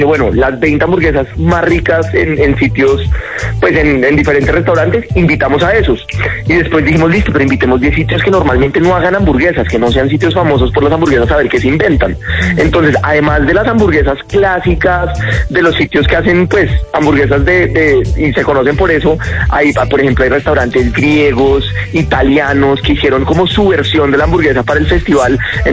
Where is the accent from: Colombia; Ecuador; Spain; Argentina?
Colombia; a nosotros como colombianos a veces no nos damos cuenta de las cosas que hay acá